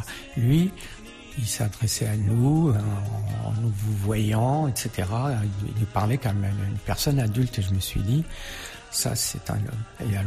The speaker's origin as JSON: {"language": "Portuguese", "country": "Portugal", "lives_now": "France", "said": "E mais uma coisa é que nós somos portugueses, somos estrangeiros aqui em França, e vamos para Portugal, somos estrangeiros igual"}